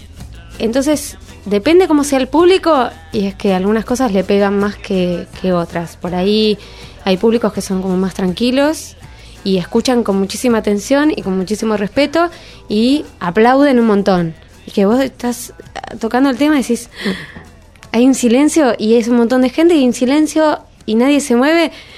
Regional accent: Buenos Aires, Argentina; no nacimos en el campo y qué sé yo, no ni en el interior, o sea, nacimos en Buenos Aires, en un barrio

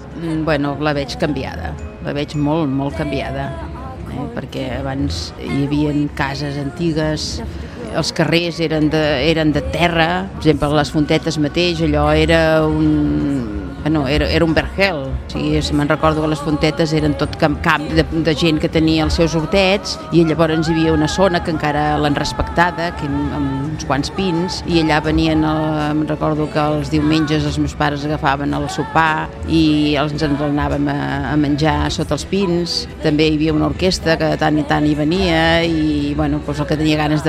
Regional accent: Cerdanyola, Catalonia, Spain; tinc 57 anys. He nascut aquí a Cerdanyola i també he viscut a Cerdanyola. He nascut aquí a Cerdanyola, al carrer Sant Ramon, a casa dels meus avis.

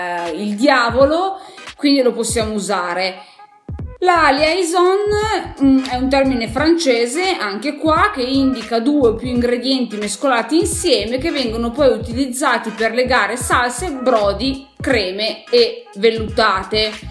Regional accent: Piedmont, Italy; io sono piemontese, Alto Piemonte, quasi vicina, cioè vicina alla Valle d'Aosta, vicina alla Svizzera, dove i miei bisnonni erano pastori

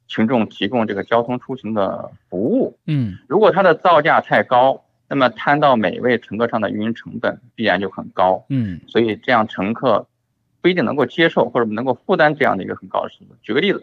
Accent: China; 我们中国人自己掌握了高速磁悬浮的核心技术

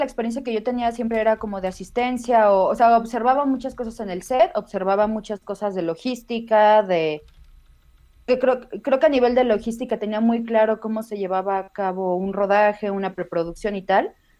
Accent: Guadalajara, Jalisco, Mexico; originalmente sí soy de Guadalajara.

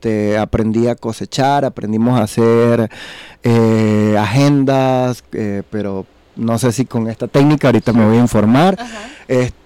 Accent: Venezuela; now in Mexico; Ah, no, pues es que soy de Venezuela. Ah, eres de Venezuela, bienvenido. Y yo, ya llevo 6 años aquí, señor.

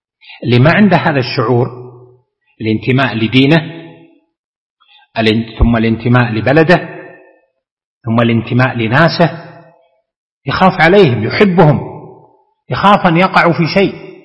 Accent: Saudi Arabia; أقوى قوة عندنا في المملكة العربية السعودية

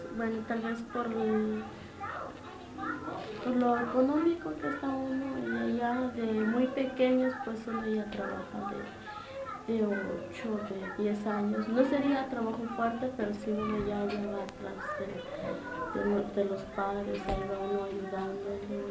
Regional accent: Guatemala; now in United States; Tengo casi 6 años de estar aquí en Estados Unidos. Tengo los 2 bebés, son nacidos de aquí. Me vine de Guatemala en el 93.

